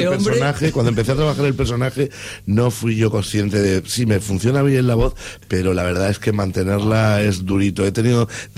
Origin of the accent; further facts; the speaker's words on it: Andalusia, Spain; yo soy de Andalucía y podría decir que la Feria de Málaga, que es maravillosa